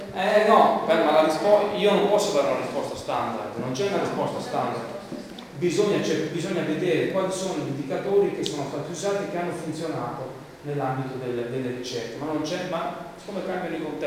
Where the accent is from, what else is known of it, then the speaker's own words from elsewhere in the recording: Abruzzo, Italy; anche io sono abruzzese, un piccolo comune abruzzese